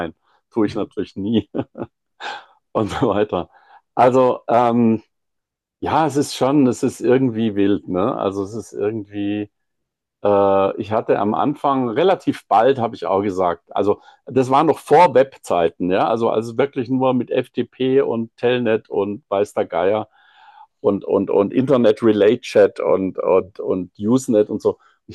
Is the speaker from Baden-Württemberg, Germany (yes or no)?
yes; Singen, Baden-Württemberg, Germany; born there; Also, ich bin zwar in Singen geboren